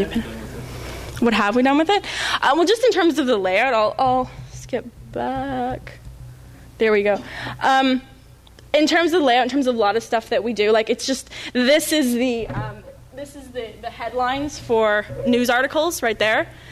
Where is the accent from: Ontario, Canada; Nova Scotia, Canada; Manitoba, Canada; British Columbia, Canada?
Ontario, Canada; Toronto; I don't think I have much of an accent. I'm sort of, you know, I'm from Toronto. I'm from the big city.